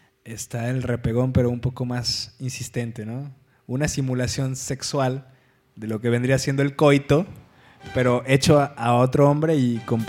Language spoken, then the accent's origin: Spanish; Mexico; nos recuerda que como mexicanos tenemos una mente más abierta y más pícara